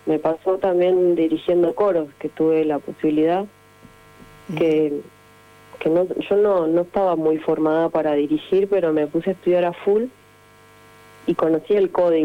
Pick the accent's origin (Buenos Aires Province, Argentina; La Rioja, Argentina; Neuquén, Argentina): Neuquén, Argentina; born there; Mi hermana, la que siguió, y yo nacimos acá en Neuquén.